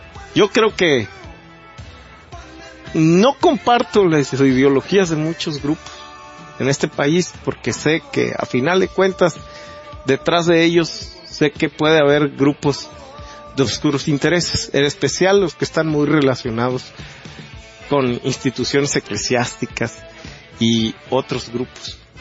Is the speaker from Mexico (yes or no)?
yes; Mexico; Y no podemos, como sociedad, como mexicanos, dejar caer más esto.